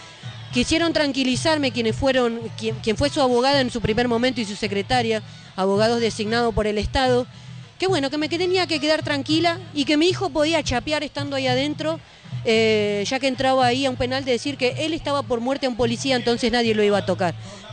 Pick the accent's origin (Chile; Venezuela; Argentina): Argentina; Moreno, Buenos Aires Province; Somos de Moreno.